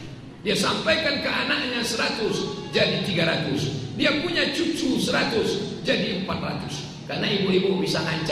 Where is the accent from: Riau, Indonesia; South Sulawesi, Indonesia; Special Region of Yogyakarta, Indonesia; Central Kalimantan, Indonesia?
Riau, Indonesia; Pekanbaru; Saya dari Pekanbaru Riau